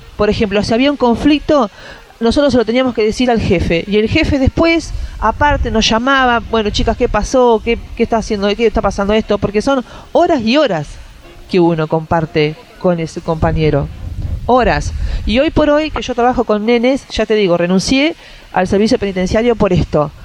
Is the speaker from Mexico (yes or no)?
no; Tandil, Buenos Aires Province, Argentina; porque yo soy acá de Tandil